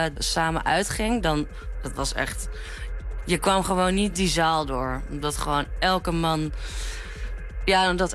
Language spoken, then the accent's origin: Dutch; Amsterdam, North Holland, Netherlands; Ik ben 29 jaar. Ik kom uit Amsterdam.